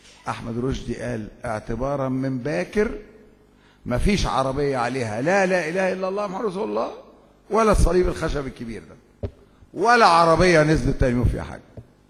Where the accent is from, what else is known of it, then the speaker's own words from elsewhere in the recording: Egypt; عندنا في الريف المصري بيجأروا بالشكوى